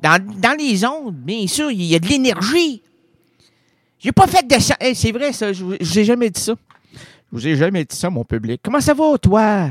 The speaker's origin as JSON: {"language": "French", "town": "Quebec City", "region": "Quebec", "country": "Canada", "said": "Hey, moi, je suis un gars des bois. OK? Pour ça que je viens de Limoilou, moi. Il y a de la forêt à Limoilou."}